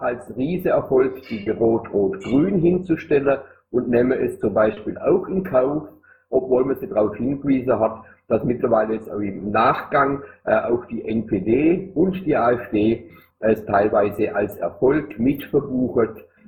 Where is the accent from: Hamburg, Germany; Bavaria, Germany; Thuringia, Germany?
Thuringia, Germany; also zumindest als Thüringer